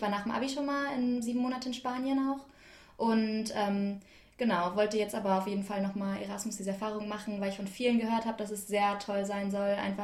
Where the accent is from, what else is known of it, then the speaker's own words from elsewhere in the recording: Germany; Ich komme aus Deutschland und ich war jetzt gerade in Spanien, habe dort Erasmus gemacht, 7 Monate.